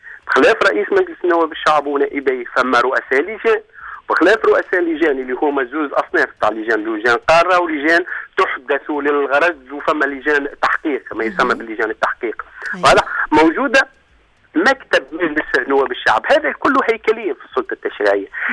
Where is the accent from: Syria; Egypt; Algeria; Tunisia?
Tunisia; احنا عندنا في تونس